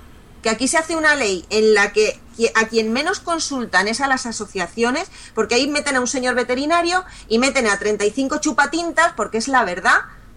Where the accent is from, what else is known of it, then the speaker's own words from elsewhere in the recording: Spain; yo soy muy española y estoy muy orgullosa de la historia de España